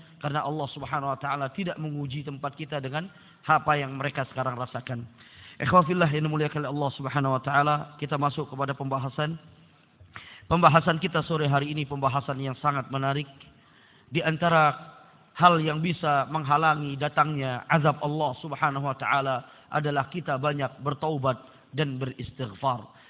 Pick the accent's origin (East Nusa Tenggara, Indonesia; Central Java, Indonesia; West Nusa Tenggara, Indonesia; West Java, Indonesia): West Nusa Tenggara, Indonesia; karena ana sebagai orang Lombok juga prihatin dan juga merasa sangat khawatir dengan kondisi yang ada di sana